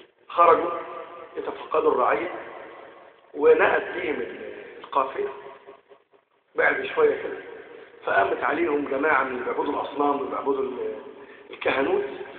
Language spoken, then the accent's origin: Arabic; Egypt; اجعل بلدنا مصر آمنة مطمئنة